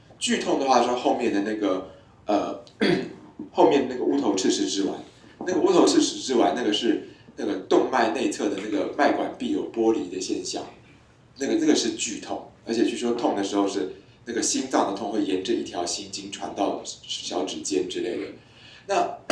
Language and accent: Chinese; Taiwan; 我们台湾人觉得很烈的是高粱酒